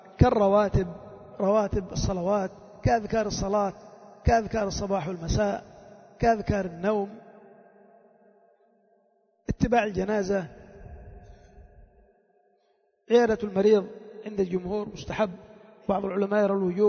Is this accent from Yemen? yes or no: yes; Yemen; وشعار القبائل عندنا في اليمن